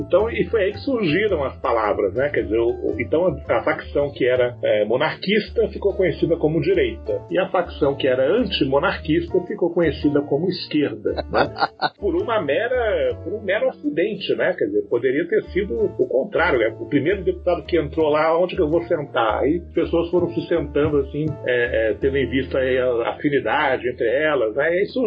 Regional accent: Rio de Janeiro, Brazil; also born or lived in Salvador; now in São Paulo, Brazil; Eu sou baiano de nascimento, filho de gaúcho, criado no Rio de Janeiro e moro em São Paulo já há mais de 15 anos, né?

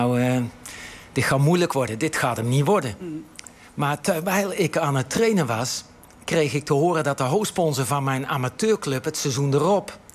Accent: Gorinchem, South Holland, Netherlands; Ik ben ook opgegroeid in Gorinchem in een wijk, net zoals hier nu achter het huidige NAC-stadion, een tuinzicht, hè? Sociaal allemaal even iets minder.

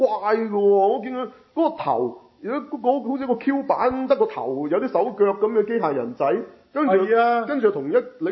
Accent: Hong Kong; 咁當然啦，我哋香港人即係覺得好好嘅

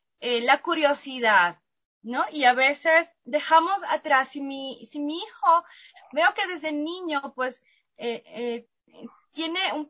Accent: Venezuela; moved away as an adult; now in Ecuador; Yo soy de Venezuela, luego conocí a mi esposo Omar en Venezuela y vinimos a Ecuador.

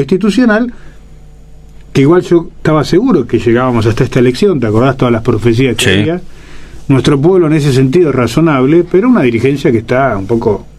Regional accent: Argentina; O sea, en mi país, yo trabajo en la Argentina haciendo granjas y huertas donde hay desnutrición infantil.

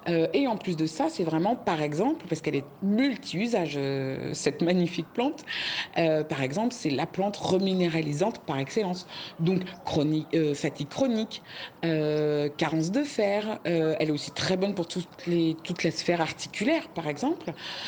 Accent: Versailles, Île-de-France, France; now in Creuse, France; suis paysanne herboriste en Creuse, dans le centre de la France. Je suis une ancienne citadine puisque je suis née à Versailles, que j'ai grandi vraiment en ville.

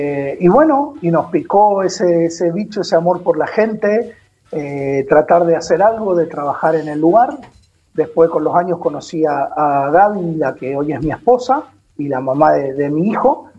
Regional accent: Mendoza, Argentina; moved away as an adult; Ella es de Rosario, yo soy de Mendoza

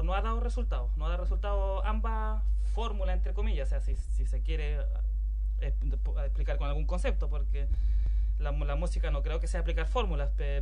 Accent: Iquique, Tarapacá, Chile; also born or lived in Santiago; Nosotros somos los cuatro, somos iquiqueños netos, nacido y criado acá en Iquique, y por distintas razones, circunstancias, nos fuimos a Santiago, Valparaíso, Viña del Mar, por estudios, trabajo principalmente. Luego de una larga estadía allá, en mi caso 12 años en Santiago

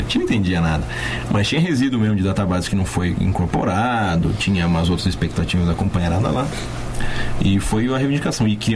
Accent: Santo André, São Paulo, Brazil; moved away as an adult; also born or lived in Catanduva / Itápolis / Rio Preto; now in São Carlos, Brazil; Então, 17. Efetivamente eu saí de Santo André com 19.

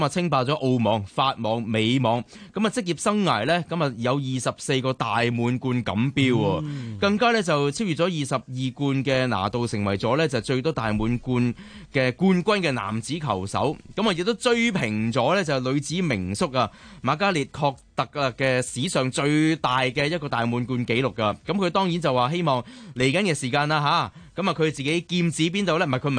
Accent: Guangdong, China; 即係又係用一句我哋廣東人成日講咩單天保至尊。

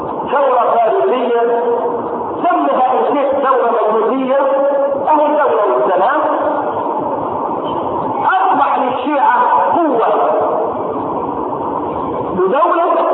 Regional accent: Egypt; فجاءت الى بلدنا مصر

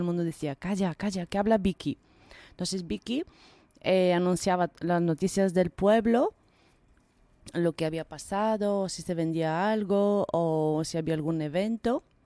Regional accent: Bulgaria; Pues en mi pueblo natal, en Bulgaria, había una radio local.

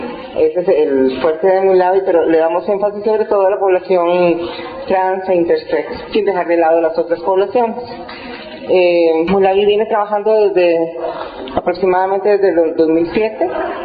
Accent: Costa Rica; soy costarricense, soy activista trans, intersex.

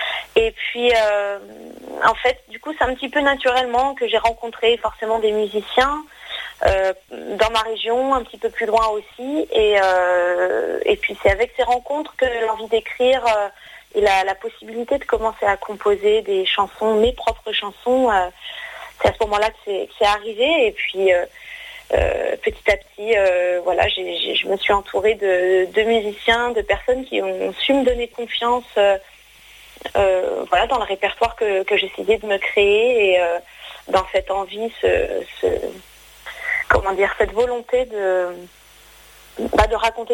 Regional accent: France; Et puis avec, je l'espère, la sensibilité qu'on a par chez nous en France.

